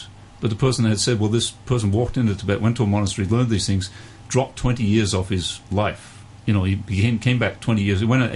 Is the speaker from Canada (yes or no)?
yes; Canada; I'm Canadian.